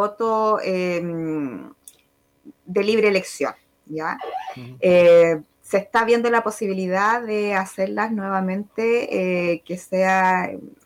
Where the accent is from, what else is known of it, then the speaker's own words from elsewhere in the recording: Chile; Como buenos chilenos, toda última hora